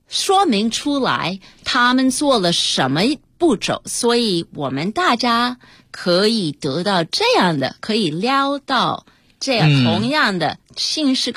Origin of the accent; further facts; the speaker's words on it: United States; 虽然我在美国长大，可是我的家庭是一个非常传统的中国家庭